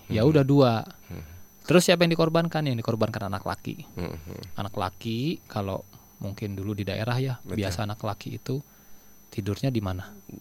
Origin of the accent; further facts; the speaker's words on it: Pekalongan, Central Java, Indonesia; Kalau di daerah, saya, istri saya Solo, saya asli Pekalongan.